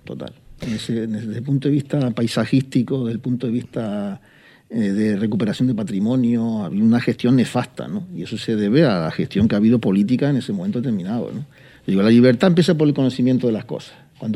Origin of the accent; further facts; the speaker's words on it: Los Realejos, Canary Islands, Spain; born there; Yo no nací en Arico, nací en el otro lado de la isla, concretamente en Los Realejos, en un pueblo que se llama La Cruz Santa, un barrio de Los Realejos